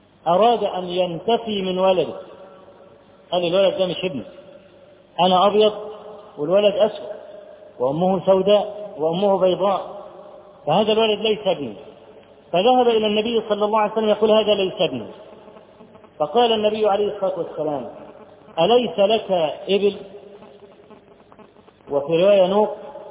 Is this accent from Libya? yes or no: no; Egypt; فرجل اول ما عرف ان انا من مصر